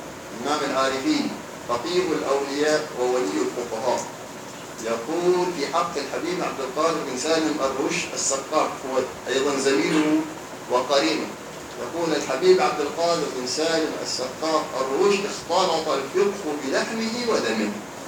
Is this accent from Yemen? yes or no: yes; Hadhramaut, Yemen; عندنا في حضرموت